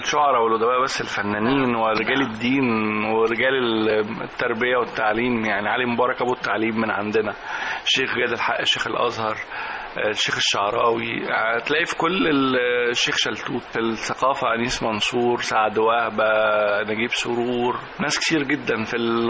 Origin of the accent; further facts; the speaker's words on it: Mansoura, Dakahlia, Egypt; أنا من مواليد مدينة المنصورة، شارع الثانوية تحديدا.